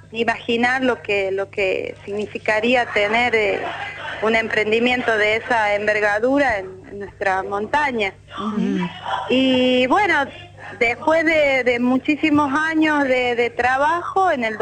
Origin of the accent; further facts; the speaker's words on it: La Rioja, Argentina; Nací en La Rioja y vivo todavía en La Rioja.